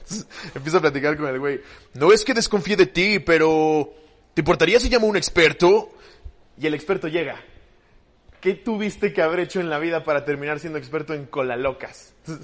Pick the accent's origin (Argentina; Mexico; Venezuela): Mexico; Y nosotros como mexicanos nos tenemos que chingar este programa con el doblaje chileno